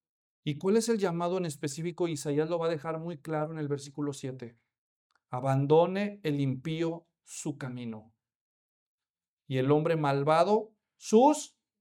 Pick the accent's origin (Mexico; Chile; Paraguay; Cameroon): Mexico; Imagínate que vas a un cementerio allá en México, yo soy mexicano